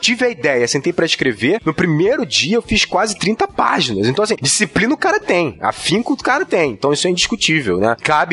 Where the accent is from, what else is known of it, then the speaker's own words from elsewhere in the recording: Rio de Janeiro, Brazil; Eu sou carioca, faz parte da parada